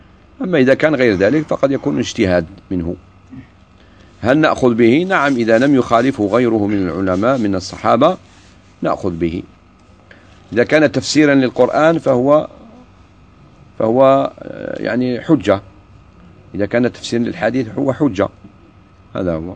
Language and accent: Arabic; Algeria; وخاصة في بلادنا الجزائر